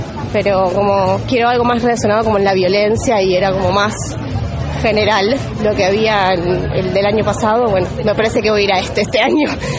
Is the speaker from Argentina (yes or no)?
yes; Buenos Aires, Argentina; de Capital, de Buenos Aires Capital.